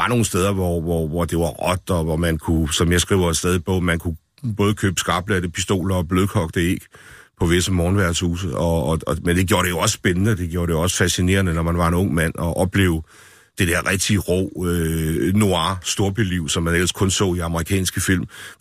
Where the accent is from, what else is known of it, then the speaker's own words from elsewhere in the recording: Esbjerg, Region of Southern Denmark, Denmark; Nu havde jeg gået på værtshus, siden jeg var 14 år i Esbjerg, hvor jeg kommer fra.